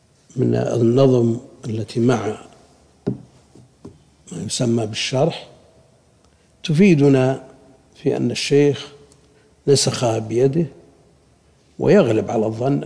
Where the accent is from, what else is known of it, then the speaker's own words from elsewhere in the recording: Buraydah, Al-Qassim, Saudi Arabia; الشيخ عندنا ببريدة ينسخ الكتب